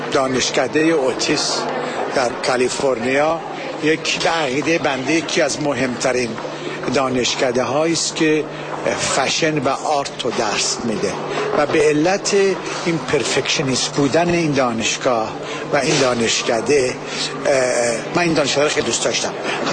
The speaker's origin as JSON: {"language": "Persian", "country": "Iran", "lives_now": "United States", "said": "من ایرانی امریکایی هستم"}